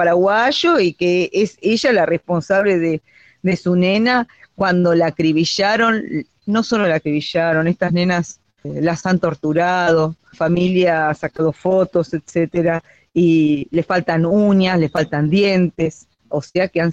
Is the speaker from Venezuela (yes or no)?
no; Argentina; esto nos pasó a nosotros como pueblo argentino